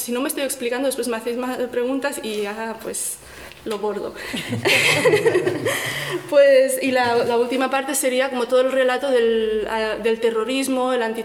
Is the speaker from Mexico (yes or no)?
no; Rif, Morocco; colonialismo español en Marruecos, porque soy rifeña